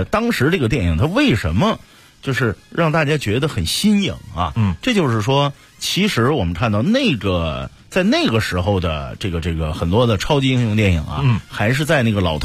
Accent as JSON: {"language": "Chinese", "country": "China"}